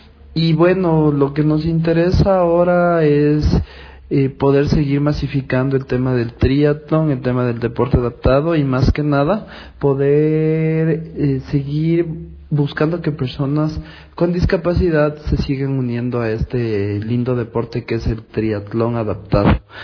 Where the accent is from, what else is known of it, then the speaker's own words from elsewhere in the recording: Quito, Pichincha, Ecuador; tengo 34 años, soy de Quito y soy para triatleta o triatleta con discapacidad física.